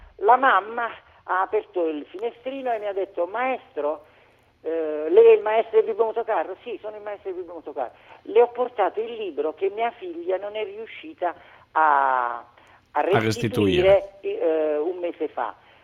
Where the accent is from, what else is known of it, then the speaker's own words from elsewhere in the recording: Ferrandina, Basilicata, Italy; Io sono di Ferrandina, in provincia di Matera, regione Basilicata.